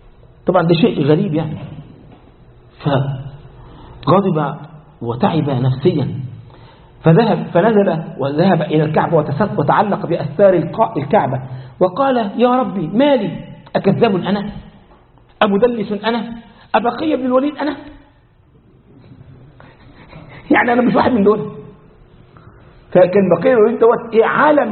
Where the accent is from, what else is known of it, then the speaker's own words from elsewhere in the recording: Egypt; ده مثل عندنا في مصر